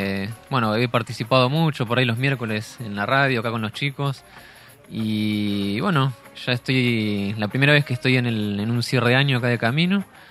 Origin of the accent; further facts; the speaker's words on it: Nueve de Julio, Buenos Aires Province, Argentina; Y después voy para mi pueblo, allá 9 de julio, antes de volver a trabajar.